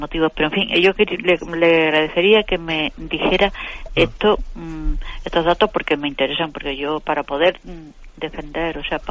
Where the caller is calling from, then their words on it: Córdoba, Andalusia, Spain; de Córdoba.